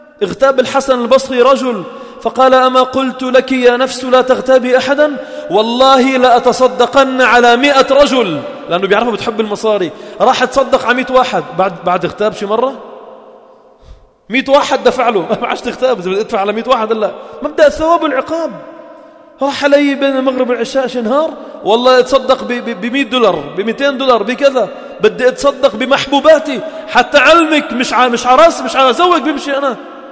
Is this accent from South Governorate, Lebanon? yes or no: yes; Sidon, South Governorate, Lebanon; وآخر من حمص، وأنا من صيدا، وثلاثة من البقاع واثنين من البقاع.